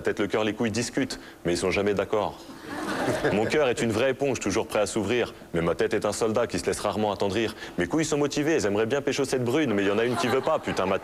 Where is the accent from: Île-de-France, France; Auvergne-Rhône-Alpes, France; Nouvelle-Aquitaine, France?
Île-de-France, France; Saint-Denis; C'est juste une vraie déclaration d'amour pour un lieu que j'aime, là où j'ai grandi, là où j'aime être et là où j'ai envie de rester. Après, je ne cherche pas à tout prix à défendre la banlieue.